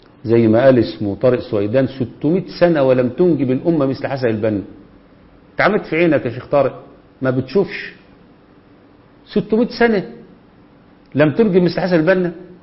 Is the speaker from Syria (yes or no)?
no; Egypt; وعندنا في مصر ولله الحمد فاهمين كويس جدا الآن مين العدو